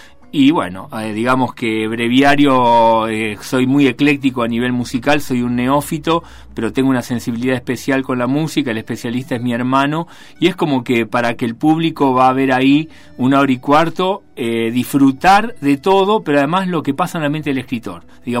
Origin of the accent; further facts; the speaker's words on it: Rosario, Santa Fe, Argentina; Yo soy rosarino, hace 10 meses que vivo acá en esta hermosa ciudad.